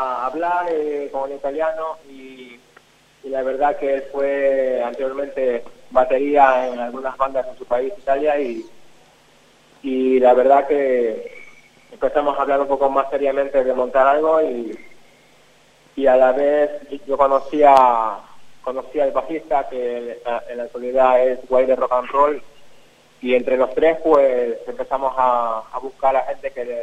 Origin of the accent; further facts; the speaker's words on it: Ecuador; also born or lived in Madrid; Yo soy de Ecuador, que anteriormente viví en Madrid 12 años